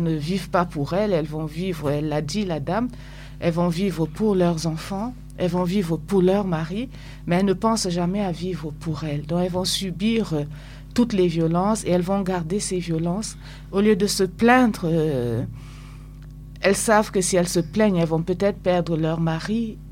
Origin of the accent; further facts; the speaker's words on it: Cameroon; Moi, j'ai vu chez moi au Cameroun une fois les couples qui font beaucoup d'enfants